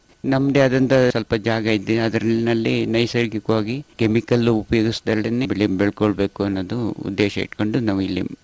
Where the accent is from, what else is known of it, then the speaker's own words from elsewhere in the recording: Aigur, Karnataka, India; also born or lived in Bangalore; ನಾವು ಇಲ್ಲೇ ಹುಟ್ಟಿ ಬೆಳೆದಿದ್ದು ಸಕಲೇಶ್ಪುರ ತಾಲೂಕು ಈ ಐಗೂರು ಗ್ರಾಮದ ಹಳ್ಳಿಗದ್ದಿನಲ್ಲಿ. ಬಾಲ್ಯ ದಿನಗಳಲ್ಲಿ ಆವಾಗ ಬಹಳ ಕಷ್ಟ ದಿನಗಳಿದ್ದವು. ಹಾಗಾಗಿ ಬೆಂಗಳೂರು ಸಿಟಿ ಹೋಗ್ಬೇಕಾದ ವ್ಯವಸ್ಥೆ ಬಂತು.